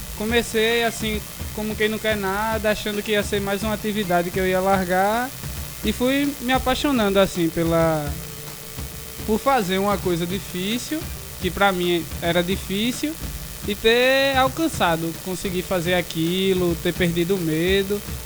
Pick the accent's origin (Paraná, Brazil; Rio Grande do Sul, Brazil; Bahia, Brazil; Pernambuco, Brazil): Pernambuco, Brazil; Camaragibe; sou malabarista também, trabalho na rua, sou de Camaragibe